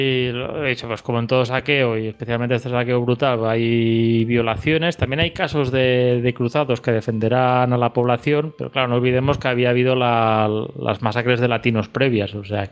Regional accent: Catalonia, Spain; como catalán y conocedor de la historia de Salmamogábares

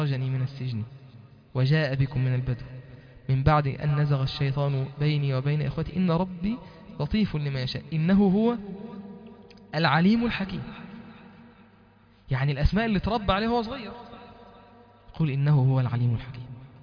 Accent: Egypt; first language Arabic; انا اكون راجل مسلم مصري بتكلم عربي لغتي الام

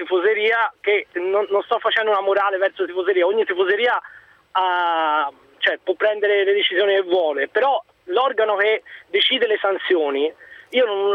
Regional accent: Florence, Tuscany, Italy; io vengo da Firenze

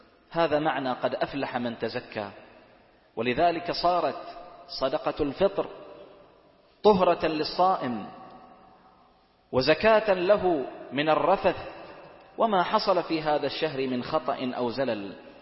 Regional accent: Bahrain; يجزئ عندنا في البحرين صاع من الرز، وهو غالب قوت بلد البحرين

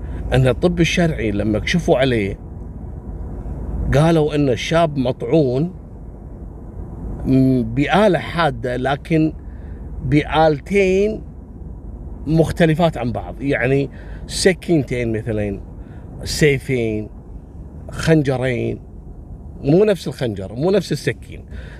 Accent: Kuwait; وإلى اليوم موجود في السجن المركزي عندنا في الكويت.

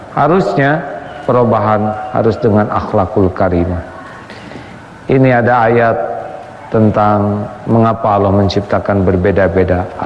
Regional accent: United States; born there; Indonesian is a second language; Saya lahir di Amerika bukan pilihan saya.

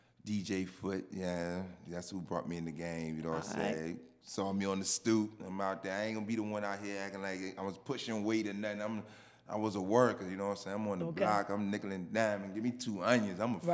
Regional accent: Chesterfield, Virginia, United States; I represent the 804 VA. I am from Chesterfield, Virginia.

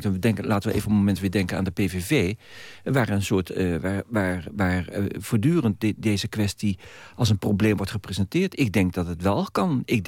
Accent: Netherlands; Dus het gaat erom dat wij als Nederlanders echt leren om tolerant te worden.

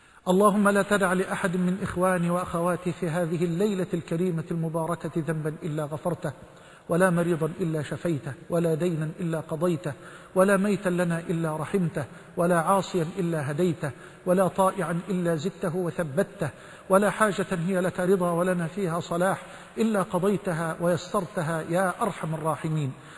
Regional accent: Egypt; واجعل بلدنا مصر واحة للأمن والأمان وجميع بلاد المسلمين

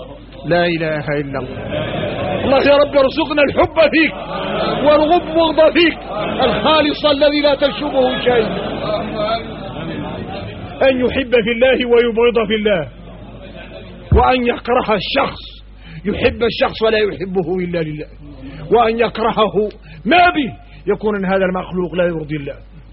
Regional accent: Mauritania; ونقوم احنا موريتاني فينا الروق

